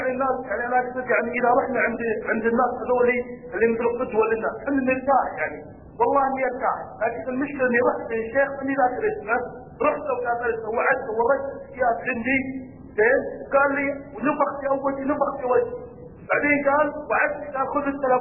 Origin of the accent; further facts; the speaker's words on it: Saudi Arabia; أنا شاب سعودي